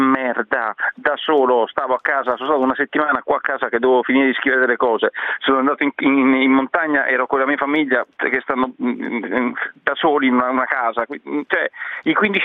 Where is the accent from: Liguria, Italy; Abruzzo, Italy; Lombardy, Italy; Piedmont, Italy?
Lombardy, Italy; Milan; now in Rome, Italy; Sì, ma io sto a Roma, sono di Milano